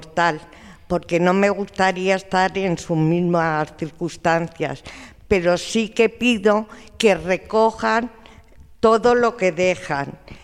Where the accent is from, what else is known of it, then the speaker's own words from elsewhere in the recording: Madrid, Community of Madrid, Spain; soy de La Ventilla toda la vida y bueno, mi protesta un poco es que vivo al lado de la Cruz de Malta